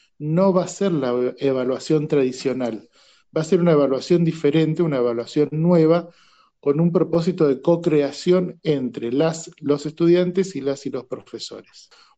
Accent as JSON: {"language": "Spanish", "region": "Buenos Aires Province", "country": "Argentina", "said": "Yo soy de provincia de Buenos Aires"}